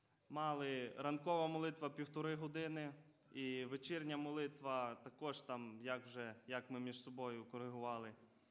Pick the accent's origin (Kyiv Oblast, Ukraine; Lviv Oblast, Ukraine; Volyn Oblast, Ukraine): Volyn Oblast, Ukraine; Kovel; я сам із Волинської області, міста Ковеля.